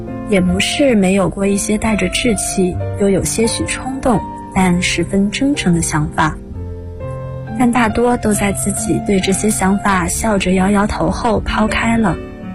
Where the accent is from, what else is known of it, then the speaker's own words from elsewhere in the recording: Jiangxi, China; 大家好，我是来自江西的